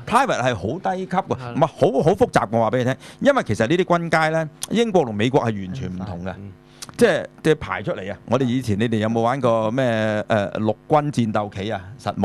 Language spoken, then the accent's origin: Cantonese; Hong Kong; 即係話我哋香港人好中意讀 memo 嘅咧，其實我哋作出嚟嘅，係我哋香港人作嘅。